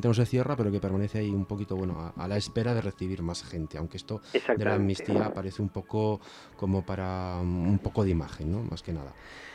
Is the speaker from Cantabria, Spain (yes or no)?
yes; Santander, Cantabria, Spain; muere un miembro de la CNT de mi tierra, de Santander